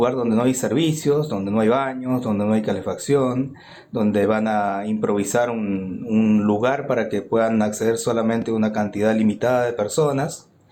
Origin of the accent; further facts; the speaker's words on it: Uspallata, Mendoza, Argentina; soy habitante del Valle de Uspallata, tengo 60 años. Hace 60 que vivo en Uspallata. Desarrollé ahí mi familia y mi negocio.